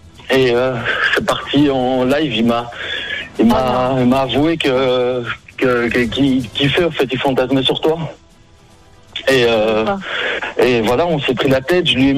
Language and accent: French; Brussels, Brussels-Capital Region, Belgium; Je viens de Bruxelles.